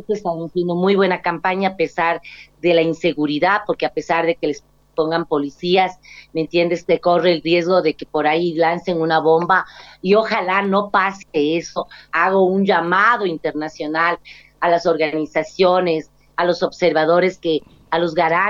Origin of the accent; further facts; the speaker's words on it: Ecuador; no vergüenza como ecuatoriana tener un gobierno de esas índole